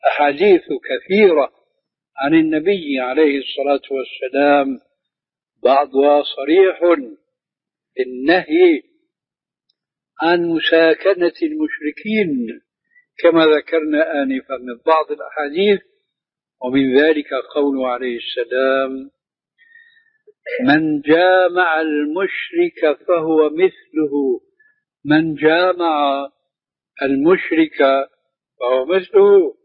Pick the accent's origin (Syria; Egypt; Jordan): Syria; أيوة، هذه بسموها عندنا في سوريا برازيت، يعني تشويش